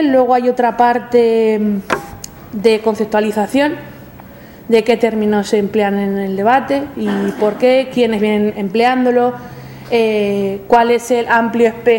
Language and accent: Spanish; Cuenca, Castilla-La Mancha, Spain; En mi caso, Castilla-La Mancha, porque yo soy de Cuenca, pues si no lo habíais notado con el acentaco que tengo.